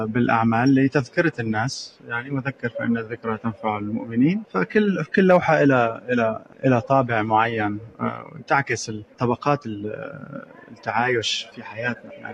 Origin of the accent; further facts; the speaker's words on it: Damascus, Damascus Governorate, Syria; also born or lived in Arab world; أنا سوري من دمشق لكن عشت في الوطن العربي يعني وتربيت فيه